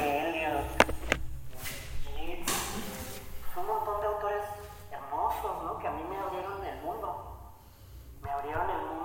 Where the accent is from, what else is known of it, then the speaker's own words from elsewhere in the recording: La Laguna, Mexico; Yo soy de La Laguna, que es esta zona que está entre Coahuila y Durango, en el norte de México.